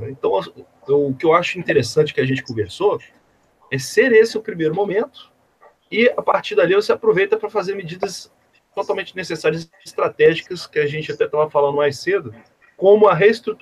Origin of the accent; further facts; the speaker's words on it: Minas Gerais, Brazil; Essa intervenção ela já começou a criar repercussões aqui no meu estado, para vocês terem ideia. Eu sou de Minas Gerais, né?